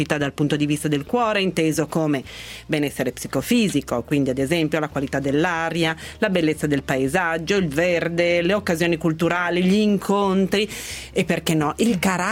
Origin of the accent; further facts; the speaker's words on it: Turin, Piedmont, Italy; Invece io sono nata e cresciuta a Torino